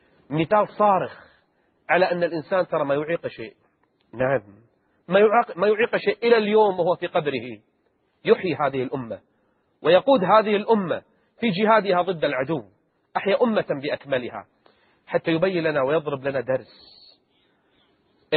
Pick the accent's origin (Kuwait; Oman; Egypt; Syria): Kuwait; حتى عندنا بالكويت ما يعطى كل المعاش